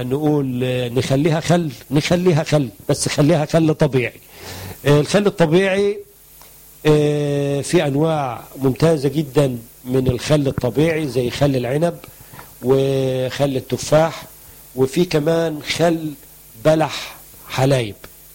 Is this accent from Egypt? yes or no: yes; Egypt; الكركديه مشهور عندنا في مصر ان بينزل الضغط